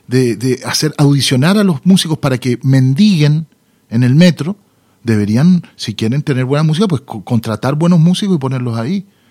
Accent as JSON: {"language": "Spanish", "country": "Chile", "tie": "born or raised there", "said": "Entonces yo crecí entre chilenos que añoraban poder volver a su tierra"}